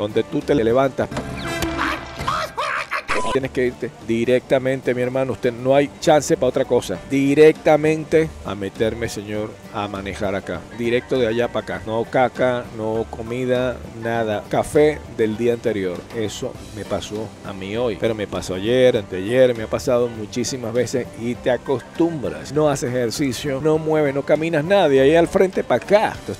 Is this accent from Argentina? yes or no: no; Venezuela; now in United States; tengo 27 años en Estados Unidos. Pienso yo más como americano, pienso más como venezolano. Como venezolano no pienso ni poquito. Tengo muchos años aquí